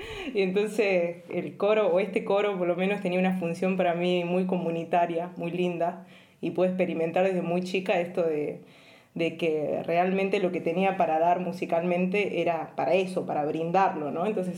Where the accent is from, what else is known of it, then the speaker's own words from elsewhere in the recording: San Ramón de la Nueva Orán, Salta, Argentina; born there; yo nací en San Ramón de la Nueva Orán, en el interior de Salta, el interior del interior.